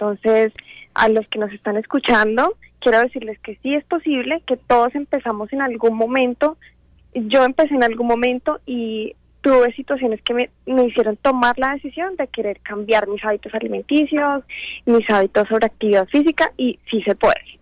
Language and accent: Spanish; Colombia; Fue un año exactamente en Estados Unidos. Yo soy de Colombia. Al regresar a Colombia